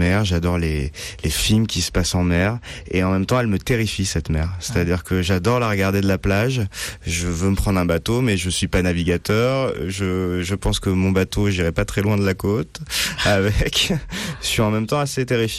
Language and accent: French; Nice, Provence-Alpes-Côte d'Azur, France; born there; j'ai toujours été pas très loin de la mer parce que je suis né à Nice, parce que mes parents m'ont toujours amené jusqu'il y a peu en Bretagne, d'abord sur une presqu'île puis ensuite sur une île.